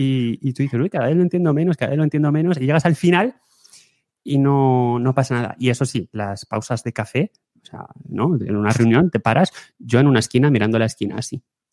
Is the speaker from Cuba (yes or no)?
no; Spain; accent: Spanish; cosa que yo tengo mi gran acento español, pero en fin, no hay ningún problema, la gente te entiende y no te mira raro.